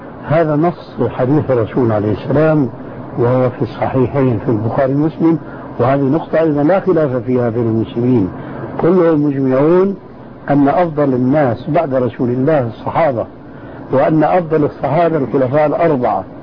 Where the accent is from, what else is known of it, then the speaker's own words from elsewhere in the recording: Syria; اسمح لي نصف الكلام يقولون عندنا في الشام ما عليه جواب